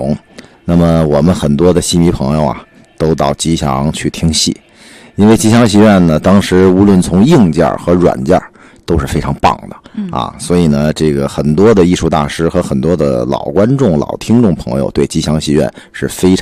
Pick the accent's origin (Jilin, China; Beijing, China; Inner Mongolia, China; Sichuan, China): Beijing, China; 因为我也是老北京人是吧，从小呢就生在我们的北京话叫齐化门内啊，齐化门。